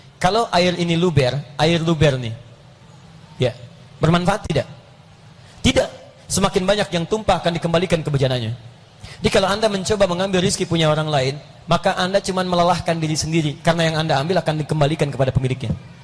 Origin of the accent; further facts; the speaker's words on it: Bekasi, West Java, Indonesia; Ayo, saya orang Bekasi.